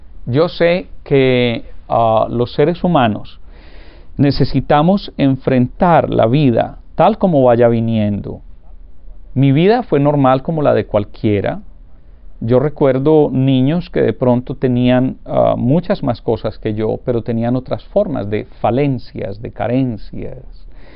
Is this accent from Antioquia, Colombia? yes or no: yes; Urrao, Antioquia, Colombia; born there; el pueblo donde yo nací, Urrao, Antioquia, en las montañas de Colombia